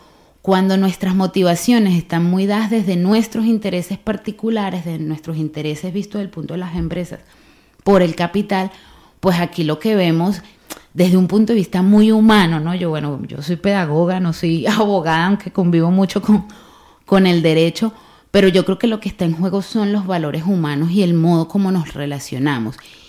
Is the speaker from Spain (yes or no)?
yes; Bilbao, Basque Country, Spain; en el caso aquí de, de Bilbao como bilbaínos, como que hemos nacido aquí, hemos estado toda la vida aquí